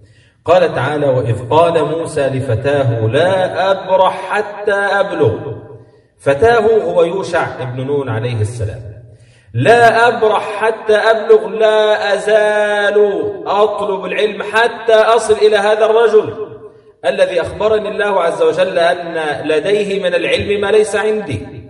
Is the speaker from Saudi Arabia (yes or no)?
no; Egypt; لأن احنا عندنا في مصر الحوت ده بيطلق على الحوت الكبير خاصة